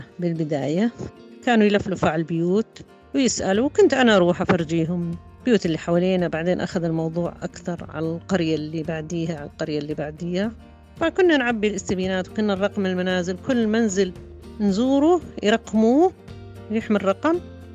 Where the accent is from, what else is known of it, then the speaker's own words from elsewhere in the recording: Mukawir, Madaba Governorate, Jordan; أنا كان فقط قريتي، يعني أنا من مكاور فقط أهل قريتي يعرفوني